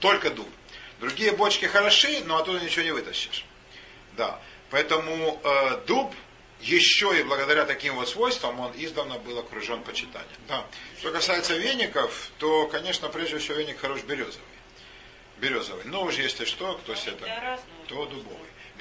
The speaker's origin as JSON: {"language": "Russian", "town": "Zaporizhzhia", "region": "Zaporizhzhia Oblast", "country": "Ukraine", "tie": "born or raised there", "lives_now": "Russia", "said": "Я вырос на юге, в Запорожье"}